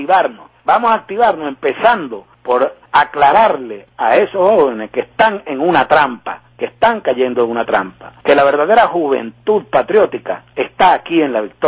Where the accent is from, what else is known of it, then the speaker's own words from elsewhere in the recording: Venezuela; como venezolanas y venezolanos conscientes, que somos la gran mayoría